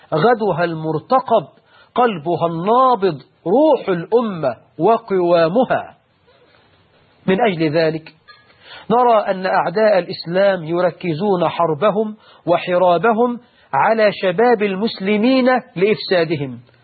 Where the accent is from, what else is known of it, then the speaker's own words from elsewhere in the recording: Egypt; من شباب المسلمين في بلدنا مصر